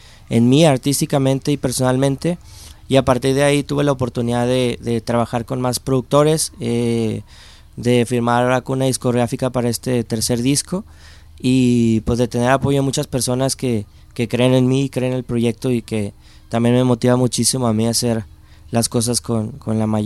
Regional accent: Monterrey, Nuevo León, Mexico; Vengo desde Monterrey, México, y pues conociendo un poquito la ciudad

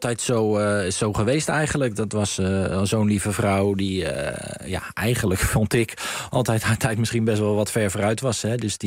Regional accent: Rotterdam, South Holland, Netherlands; Nou, omdat we komen uit Rotterdam

